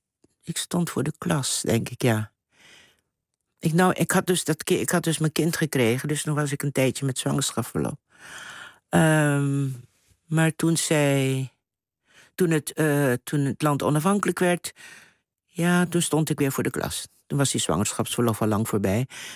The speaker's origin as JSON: {"language": "Dutch", "country": "Curaçao", "tie": "born there", "said": "Ik ben geboren op Curaçao, wel uit Surinaamse ouders."}